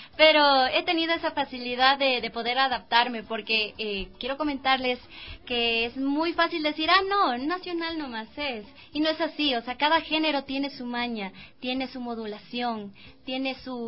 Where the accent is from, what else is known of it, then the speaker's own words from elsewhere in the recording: Quito, Pichincha, Ecuador; Yo soy quiteña, tengo 21 años